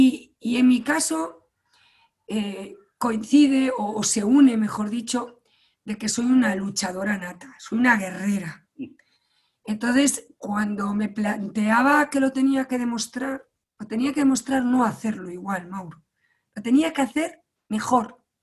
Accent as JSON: {"language": "Spanish", "region": "Galicia", "country": "Spain", "said": "Yo soy gallega. En general los españoles somos mucho de contacto, pero los gallegos ya nos pasamos."}